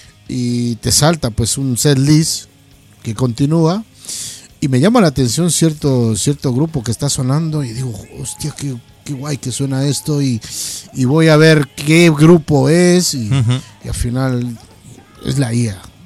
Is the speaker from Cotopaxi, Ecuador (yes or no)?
no; Loja, Ecuador; Te voy a hablar desde la ciudad de donde yo vengo, que es Loja.